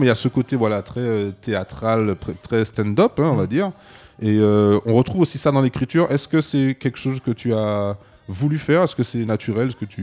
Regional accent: Martinique; Alors moi, je suis martiniquais

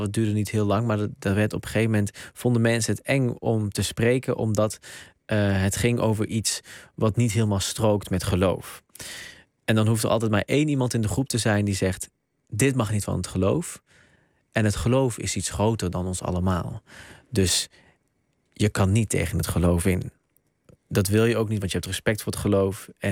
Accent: Netherlands; Dus ik ben zowel Nederlands helemaal cultureel als Marokkaans helemaal cultureel. Ik ben een soort van een derde ding, want ik ben ook nog eens een samensmelting tussen die twee culturen.

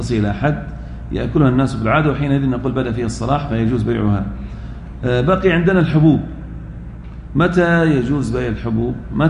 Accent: Al-Ahsa, Eastern Province, Saudi Arabia; مثل بعض الرطب عندنا في الأحساء

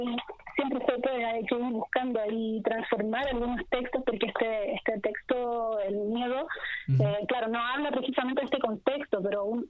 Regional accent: San Fernando, O'Higgins, Chile; yo soy de San Fernando, estuve acá también en la plaza con mis compañeras narradoras de San Fernando

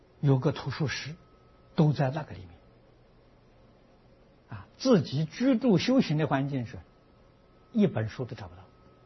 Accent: Anhui, China; 我小时候，我的家乡离九华山很近，走路要走三天呢。

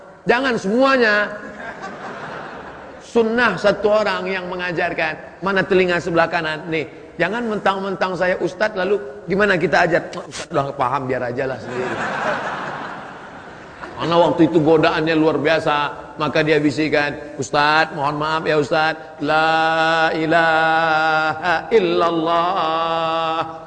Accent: Sumatra, Indonesia; born there; saya dilahirkan di Pulau Sumatera menjadi orang Melayu, orang tua saya Muslim, bapak saya Muslim, mak saya Muslimah, tinggal di negeri Muslim.

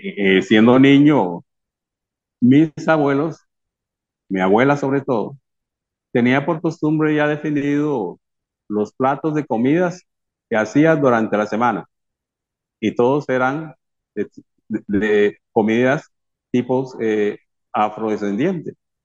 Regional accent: Limón, Costa Rica; also born or lived in Panama; Nosotros nacimos por accidente en Panamá, después mis padres regresan a Costa Rica y nos mantenemos dentro de ese medio ambiente limonense. En esos entonces ya en los años 50, siendo chiquillos

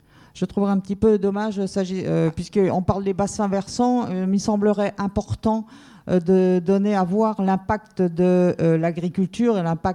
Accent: Brittany, France; puisque nous venons des Côtes d'Armor

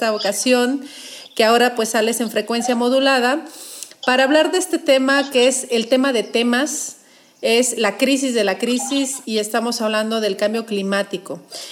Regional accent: Mexico; yo creo que como buenos mexicanos también nos gustan los desayunos consistentes y poderosos para arrancar el día.

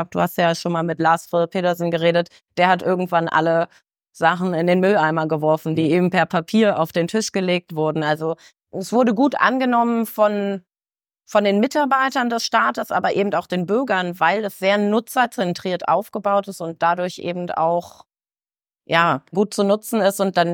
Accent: Germany; also born or lived in Denmark; Wie man vielleicht hört, bin ich ursprünglich Deutsche, habe einfach sehr lange in Dänemark gelebt

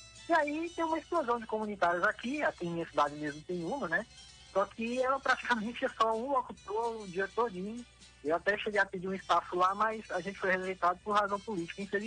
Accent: Fronteiras, Piauí, Brazil; eu não sou nascido em Fronteiras, né? Eu fui interagindo, mas me mudei pra cá pra Fronteiras quando pequeno.

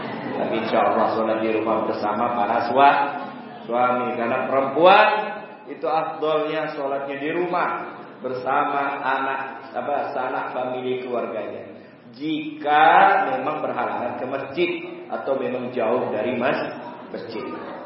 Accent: Pontianak, West Kalimantan, Indonesia; Saya dari Pontianak. Pontianak Palembang itu mirip-mirip sedikit lah.

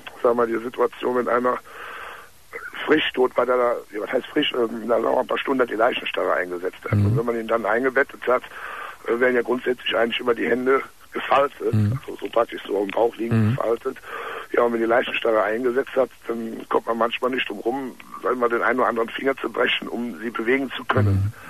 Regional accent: Cologne, North Rhine-Westphalia, Germany; Also ich komme aus Köln, kann mir ruhig sagen.

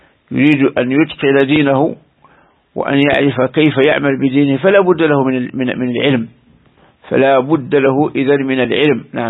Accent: Algeria; كثير من بلدان رأيناها هنا في بلدنا الجزائر

